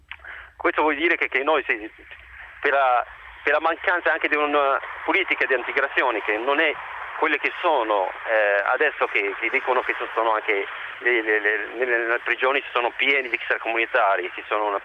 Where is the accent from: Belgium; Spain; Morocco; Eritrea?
Morocco; now in Italy; Sì, sono del Marocco.